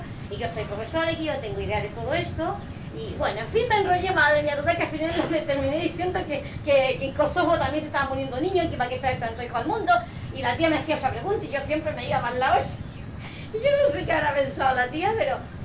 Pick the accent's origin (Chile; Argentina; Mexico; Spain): Chile; born there; bueno, nací en Chile, pero que estaba aquí